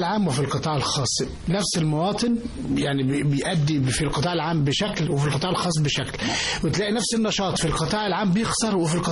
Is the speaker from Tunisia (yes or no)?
no; Egypt; إحنا ليه كمصريين بننجح في الخارج ونفشل في الداخل؟